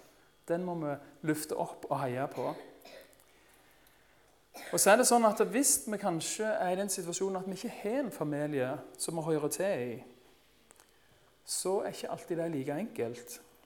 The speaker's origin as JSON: {"language": "Norwegian", "region": "Rogaland", "country": "Norway", "tie": "born or raised there", "said": "En dag så var det en kamerat som kom kjørende opp grusveien på Rogland, der jeg vokste opp."}